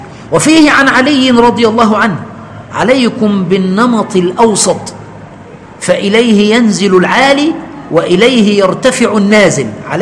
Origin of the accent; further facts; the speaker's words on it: Egypt; عندنا كمصريين